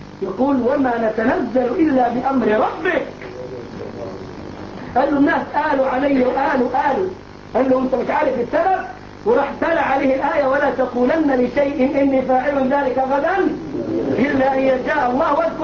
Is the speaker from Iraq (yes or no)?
no; Egypt; ولا زي الراجل عندنا في مصر يقول لك النبي يعلم الساعة